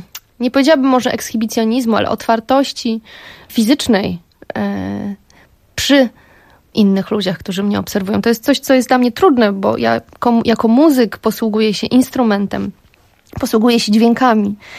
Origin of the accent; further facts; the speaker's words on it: Lesser Poland, Poland; jestem sądeczanką, pochodzę z przepięknego Beskidu Sądeckiego i góry są moim środowiskiem naturalnym. Tam siebie poszukiwałam, tam jest moja rodzina. Ja wciąż tam wracam.